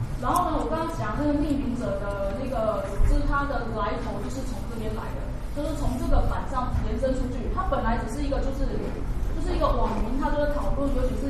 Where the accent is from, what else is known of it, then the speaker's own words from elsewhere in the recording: Taiwan; 我们台湾人叫嘴炮，